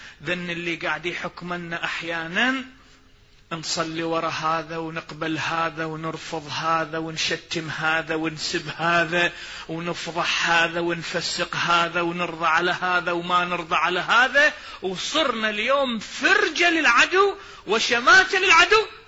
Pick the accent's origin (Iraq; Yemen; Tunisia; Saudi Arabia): Iraq; أكو مثل عندنا بالعراق مشهور يقول نركض والعشا خباز